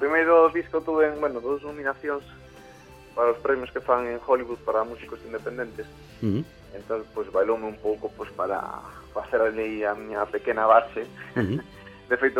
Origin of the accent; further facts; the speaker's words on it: Ourense, Galicia, Spain; se teña a sorte de que en Ourense os meus paisanos, que por certo fanme profeta na miña terra